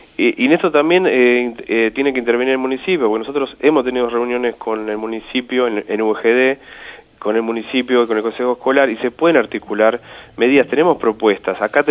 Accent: Moreno, Buenos Aires Province, Argentina; los que somos de Moreno y los que somos bonaerenses

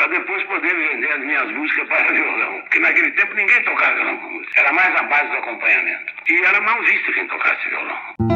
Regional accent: Guaratinguetá, São Paulo, Brazil; Sou de Guaratinguetá, cidade aqui do Vale do Paraíba.

